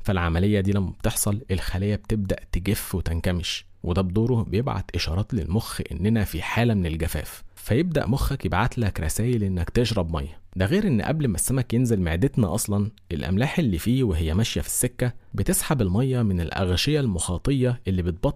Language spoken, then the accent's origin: Arabic; Egypt; وخصوصا عندنا في مصر